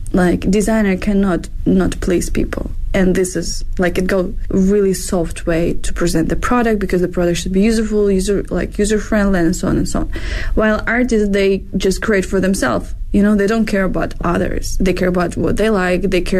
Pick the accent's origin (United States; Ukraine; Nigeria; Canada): Ukraine; now in Beijing, China; So by my name, you can see I'm from Eastern Europe. I'm from Ukraine and in Beijing, been living for the past 9 years.